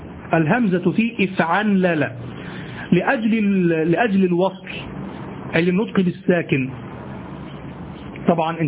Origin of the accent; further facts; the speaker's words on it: Egypt; لعله كما نقول عندنا في مصر انقعص، في مصر نقول